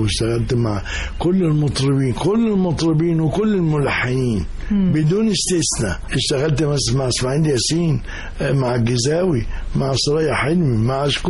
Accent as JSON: {"language": "Arabic", "town": "Cairo", "region": "Cairo Governorate", "country": "Egypt", "tie": "born or raised there", "also_born_or_lived": "Alexandria", "said": "لا، أروح بس أسكندرية زيارة 4-5 أيام وبحجاني أنا عايز أرجع القاهرة. فأنا أصلا قاهري"}